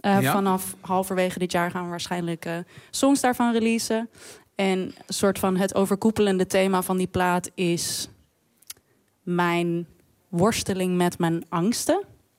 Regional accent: Netherlands; zoals jullie aan mijn mooie rollende R horen, ben ik gewoon opgegroeid in Nederland. Maar ja, je krijgt natuurlijk wel wat mee van je ouders.

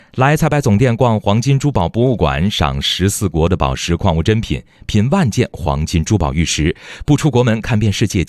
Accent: Beijing, China; 就是作为一个老北京，但是呢，其实老北京啊，很多地方我都没去过，因为我打小就是出生、学习、成长、工作在东部，你知道吧？就朝阳区，这朝阳区都没挪地儿，

